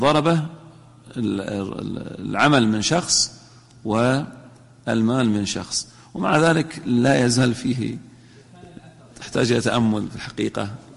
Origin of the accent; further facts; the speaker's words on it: Al-Ahsa, Eastern Province, Saudi Arabia; وهذه موجودة عندنا في الأحساء